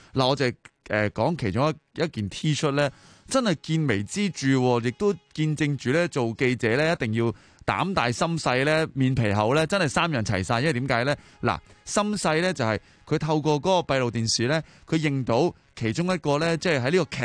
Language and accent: Cantonese; Hong Kong; 我諗我哋香港人咧，如果你每日都用呢個精神去即係生活嘅話咧，嗯，我哋會變得更加好嘅。